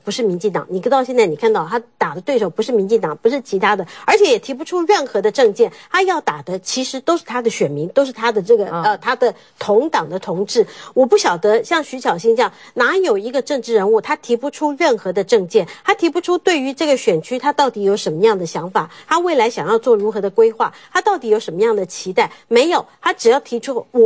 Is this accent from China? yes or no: no; Da'an District, Taipei, Taiwan; 大安区我是大安区，我从小就在大安区长大